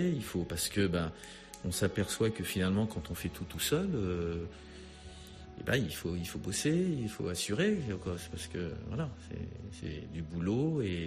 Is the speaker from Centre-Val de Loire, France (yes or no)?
no; La Rochelle, Nouvelle-Aquitaine, France; Moi, je suis de La Rochelle, de l'île de Ré.